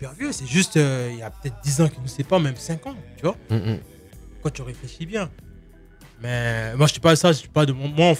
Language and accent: French; Côte d’Ivoire; now in France; Moi, j'ai grandi au Bled. Ok, je suis arrivé en 2000.